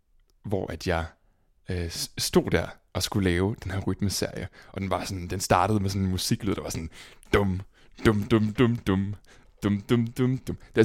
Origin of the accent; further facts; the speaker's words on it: Roskilde, Zealand, Denmark; jeg er fra Roskilde, og er født og opvokset der. Meget af min familie er fra Roskilde og bor i Roskilde. Boede i sådan en lille by, der hedder Svorslev, uden for Roskilde. En lille sådan lokalsamfund